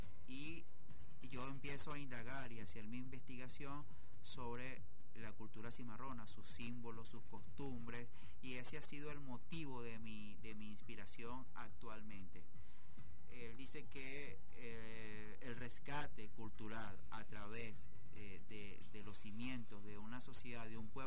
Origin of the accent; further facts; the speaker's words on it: Suriname; yo soy un cimarrón de Surinam, y bueno, hay que recordar que en los 80s hubo una guerra civil que azotó sobre todo a mi región y a mi pueblo